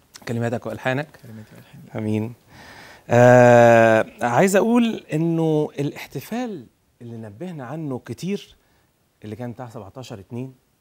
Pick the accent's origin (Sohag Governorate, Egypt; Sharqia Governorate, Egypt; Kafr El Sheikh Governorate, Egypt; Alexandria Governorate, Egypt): Sohag Governorate, Egypt; بس انا اكتر صعدانه منك، انا من سوهاج بس.